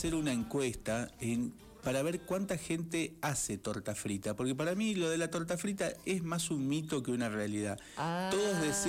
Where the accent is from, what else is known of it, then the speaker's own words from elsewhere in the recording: Pergamino, Buenos Aires Province, Argentina; que es de Pergamino, que es mi ciudad natal